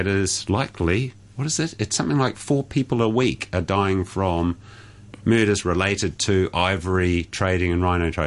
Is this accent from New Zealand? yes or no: yes; New Zealand; The fun thing as a Kiwi angle was, is these, and I put a post on my own Facebook page, is there's all these plastic milk cartons there. From New Zealand.